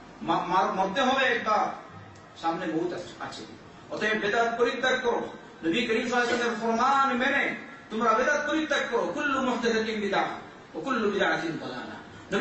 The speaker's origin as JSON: {"language": "Bangla", "country": "Bangladesh"}